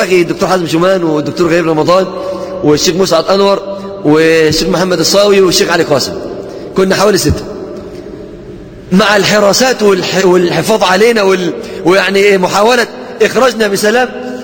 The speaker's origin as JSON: {"language": "Arabic", "region": "Upper Egypt", "country": "Egypt", "said": "انا مسلم صعيدي"}